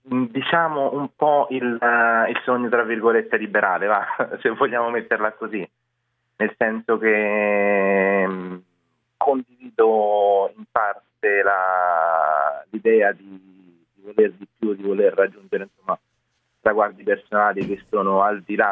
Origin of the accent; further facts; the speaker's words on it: Rome, Lazio, Italy; Sono proveniente da Roma, ho vissuto a Roma per circa 25 anni, diciamo. Nato e cresciuto a Roma, quindi nell'Italia, diciamo, del mezzo, tra virgolette.